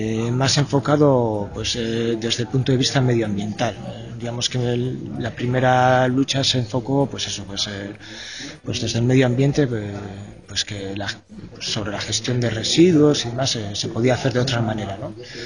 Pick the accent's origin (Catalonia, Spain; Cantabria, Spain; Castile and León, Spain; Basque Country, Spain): Basque Country, Spain; Usurbil; Pues mira, yo soy de Usurbil, un pueblo que queda a un kilómetro escaso de donde es la incineradora. Soy de ahí, tengo 42 años, siempre he vivido aquí